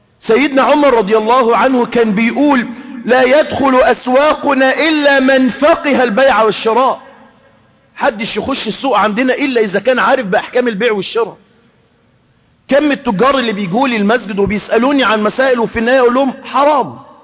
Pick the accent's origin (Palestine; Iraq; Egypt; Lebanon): Egypt; احنا عندنا في مصر جرت عادة الناس ايه؟